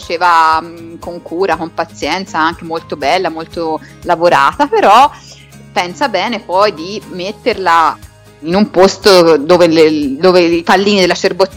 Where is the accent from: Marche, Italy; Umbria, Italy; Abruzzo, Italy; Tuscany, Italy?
Tuscany, Italy; Florence; non confondiamo Firenze e Prato, per favore, i cinesi se ne stanno a Prato, noi siamo fiorentini